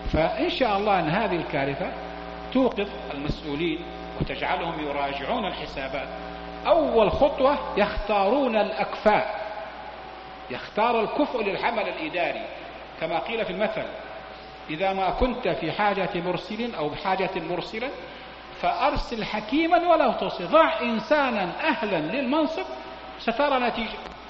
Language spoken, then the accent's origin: Arabic; Mecca, Makkah Province, Saudi Arabia; مكة عندنا في مكة نفس الشيء، تأتي السيول ونحن نغرق في شبر ماء